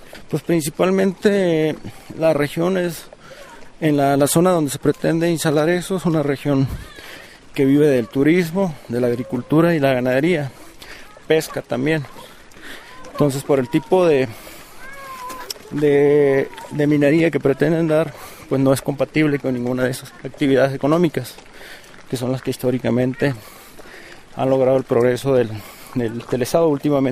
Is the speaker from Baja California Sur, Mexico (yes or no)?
yes; Baja California Sur, Mexico; vengo de Baja California Sur.